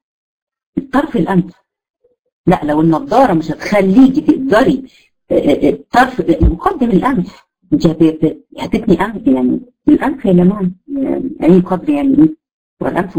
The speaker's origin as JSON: {"language": "Arabic", "country": "Egypt", "said": "او اللي عندنا في مصر الصعايده"}